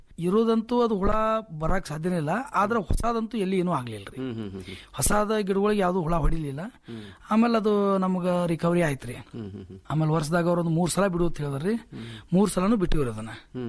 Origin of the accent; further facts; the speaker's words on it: Babanagar, Karnataka, India; ನಮ್ಮ ಊರು ಬಾಬಾನಗರ, ತಿಕೋಟ ತಾಲೂಕು, ವಿಜಯಪುರ ಜಿಲ್ಲೆ ರೀ.